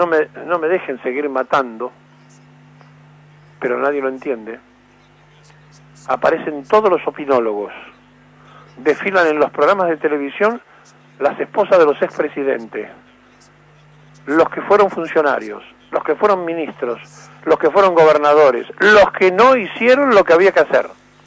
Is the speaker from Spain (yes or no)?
no; Argentina; somos nosotros, los argentinos, los que hemos hecho esto